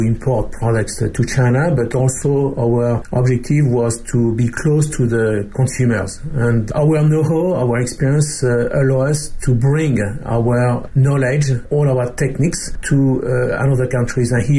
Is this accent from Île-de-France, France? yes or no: no; Brittany, France; born there; English is a second language; I was born in France, in Brittany, in Western France, in a family of farmers and artisans in the food and beverage business.